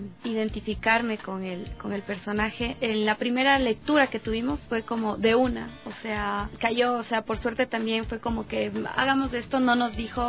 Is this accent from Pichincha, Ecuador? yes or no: no; Riobamba, Chimborazo, Ecuador; yo soy de Riobamba.